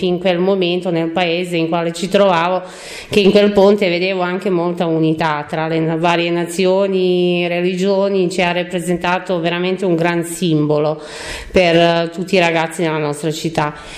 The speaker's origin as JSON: {"language": "Italian", "town": "Mostar", "region": "Federation of Bosnia and Herzegovina", "country": "Bosnia & Herzegovina", "second_language": "Italian", "lives_now": "Italy", "said": "Ok, allora io arrivo, sono cittadina croata, però arrivo da Mostar, che si trova in Bosnia e Erzegovina, ex Jugoslavia"}